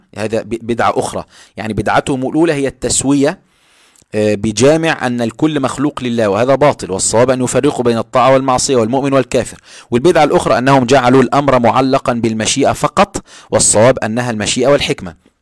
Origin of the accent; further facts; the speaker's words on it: Egypt; وهذا موجود عندنا في مصر على فكرة